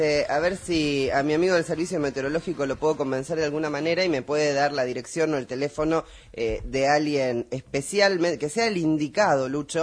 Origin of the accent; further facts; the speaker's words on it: Argentina; Yo soy argentina.